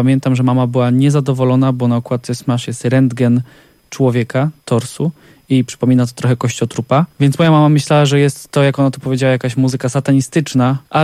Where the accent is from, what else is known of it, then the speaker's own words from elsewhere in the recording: Poznań, Greater Poland Voivodeship, Poland; jako rodowity poznaniak.